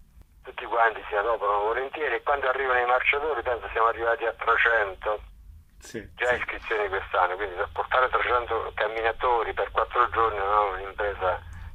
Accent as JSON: {"language": "Italian", "town": "Duronia", "region": "Molise", "country": "Italy", "tie": "born or raised there", "said": "Perché non andiamo da Roma a Durogne, Durogne che è il mio paese, con le biciclette?"}